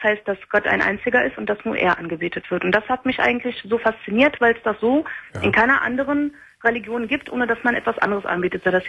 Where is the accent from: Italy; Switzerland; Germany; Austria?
Germany; ich bin Deutsche und ich bin mit 19 zum Islam konvertiert.